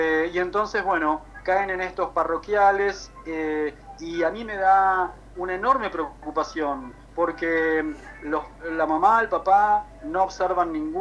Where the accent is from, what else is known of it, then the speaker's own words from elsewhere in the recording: Buenos Aires, Argentina; Yo viví y crecí en Buenos Aires